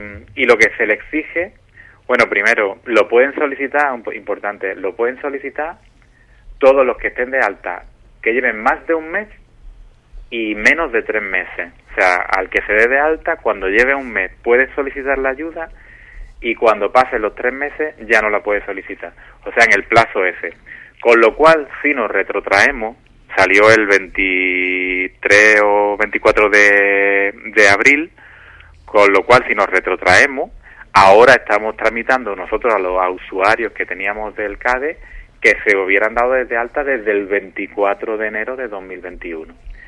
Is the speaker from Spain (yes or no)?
yes; Villamartín, Andalusia, Spain; No todos los pueblos de Andalucía, yo por ejemplo soy de Villamartín